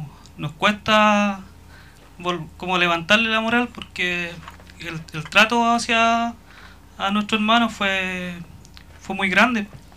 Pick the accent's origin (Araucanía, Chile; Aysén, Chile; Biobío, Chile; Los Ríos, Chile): Araucanía, Chile; Freire; Vengo de la comuna de Freire, soy de la comunidad Trapilwe